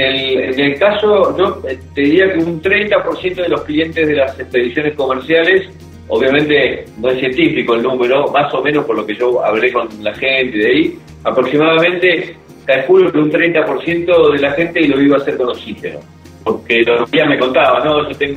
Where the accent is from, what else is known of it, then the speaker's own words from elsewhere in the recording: Argentina; somos argentinos, digamos, si nos ocurren esas cosas, ¿no?